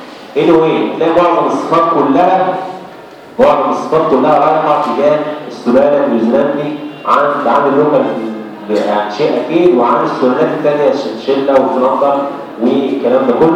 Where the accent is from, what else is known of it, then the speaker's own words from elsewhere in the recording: Egypt; الاعلانات الموجوده عندنا في مصر سلالتين اثنين